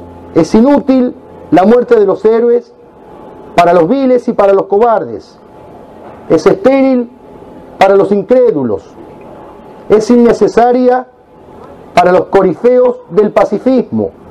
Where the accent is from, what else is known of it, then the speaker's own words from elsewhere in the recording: Argentina; como argentinos e hispanoamericanos, nos sentimos orgullosos